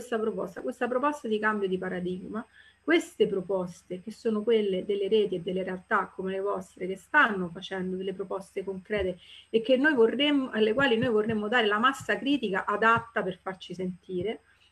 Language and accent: Italian; Rome, Lazio, Italy; Villa Panfili, per chi non la conosce, io sono romana